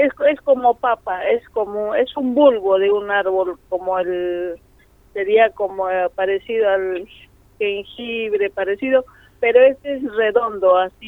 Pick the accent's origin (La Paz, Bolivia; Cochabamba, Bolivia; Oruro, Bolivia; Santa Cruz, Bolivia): La Paz, Bolivia; A mi pueblo cuando llego es... primero es cosechar el maíz blanco, porque allá el maíz son más grandes.